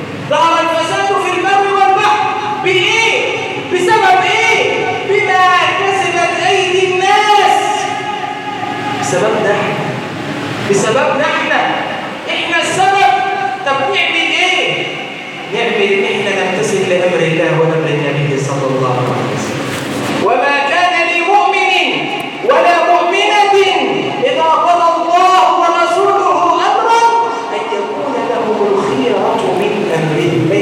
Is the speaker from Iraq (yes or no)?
no; Egypt; اللهم انصر بلادنا مصر الامن والامان